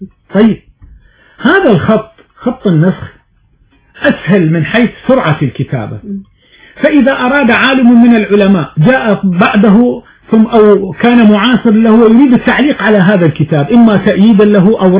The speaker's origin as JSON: {"language": "Arabic", "country": "Morocco", "said": "عندنا في المغرب يقرؤون المقامات والموشحات الدينية"}